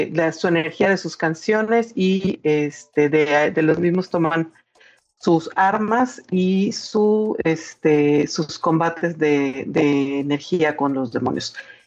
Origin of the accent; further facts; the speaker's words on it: Monterrey, Nuevo León, Mexico; también desde Monterrey